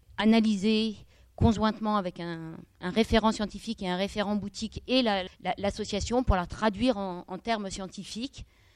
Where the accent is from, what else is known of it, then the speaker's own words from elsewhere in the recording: Grenoble, Auvergne-Rhône-Alpes, France; Alors, je suis de Grenoble.